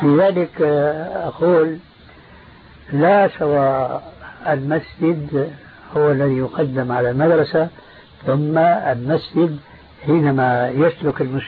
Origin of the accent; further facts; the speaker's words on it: Damascus, Damascus Governorate, Syria; كان عندنا في دمشق مروج موقوفة لرعاية الخيل